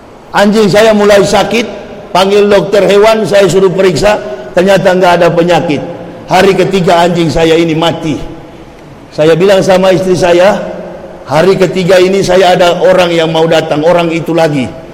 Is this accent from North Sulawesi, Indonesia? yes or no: yes; Manado, North Sulawesi, Indonesia; Apalagi di kampung halaman saya di Manado.